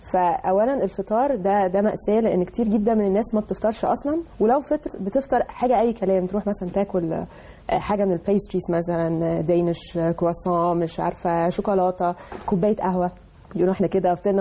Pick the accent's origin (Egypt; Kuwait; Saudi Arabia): Egypt; وموجوده طبعا وورلد وايد على مستوى العالم مش بس عندنا في مصر